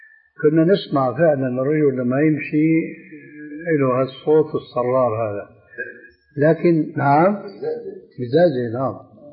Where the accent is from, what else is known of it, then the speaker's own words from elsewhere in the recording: Syria; النعل صرارة موجودة كانت إلى عهد قريب عندنا في سوريا للرجال.